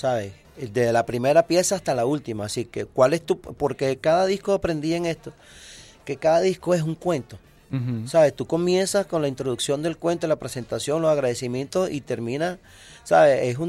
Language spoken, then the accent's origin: Spanish; Venezuela; así como somos los venezolanos